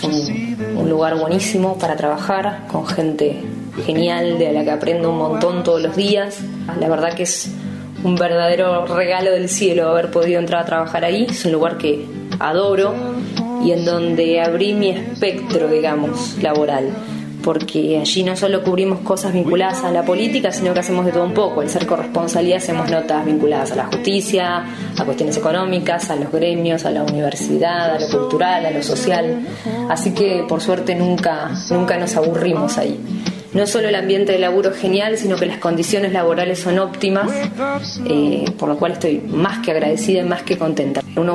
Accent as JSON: {"language": "Spanish", "town": "La Plata", "region": "Buenos Aires Province", "country": "Argentina", "said": "Tengo 35 años, soy de La Plata, soy mamá de dos nenas"}